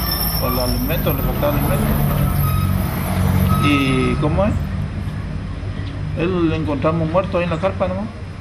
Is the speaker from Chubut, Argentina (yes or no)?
no; San Miguel, Corrientes, Argentina; De San Miguel también.